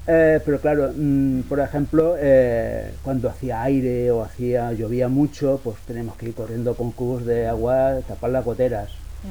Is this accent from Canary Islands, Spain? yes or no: no; Barcelona, Catalonia, Spain; Yo nací en Montjuïc en el 61 y en el año 72 aproximadamente vine aquí al barrio de la Mina. Bueno, nos tiraron la barra acá abajo y nos venimos para acá, claro.